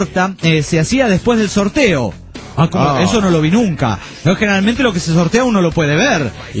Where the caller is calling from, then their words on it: Argentina; ¿Cómo andan? … desde Argentina.